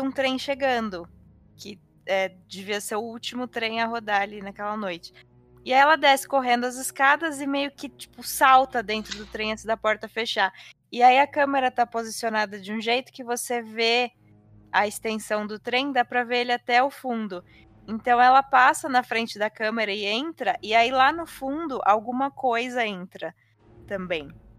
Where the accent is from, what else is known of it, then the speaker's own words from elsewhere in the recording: São Paulo, Brazil; E eu sou de São Paulo, então eu uso bastante o metrô.